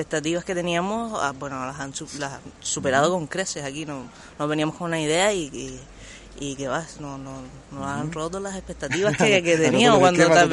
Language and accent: Spanish; Canary Islands, Spain; vengo de Gran Canaria.